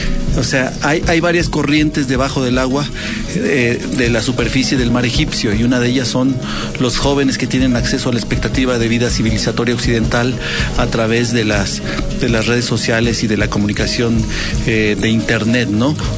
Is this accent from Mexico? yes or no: yes; Mexico; hay sociedades que no están hechas para la democracia, como la mexicana, en parte. No sabemos tomar decisiones.